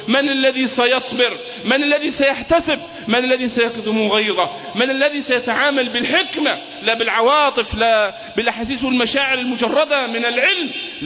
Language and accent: Arabic; Egypt; المؤامرة التي دبرت لنا كمصريين